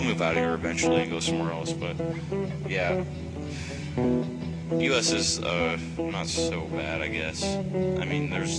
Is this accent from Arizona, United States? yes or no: no; Illinois, United States; Yeah, I'm from the U.S., yeah. Yeah, I'm from Illinois, out in the middle of fucking nowhere, with a bunch of yahoos that know jack shit about anything.